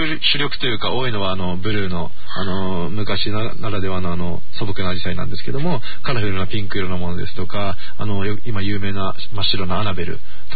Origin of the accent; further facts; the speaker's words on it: Akiruno, Tokyo, Japan; 私も生まれも育ちもこのあきる野市で、はい、私今29なんですけども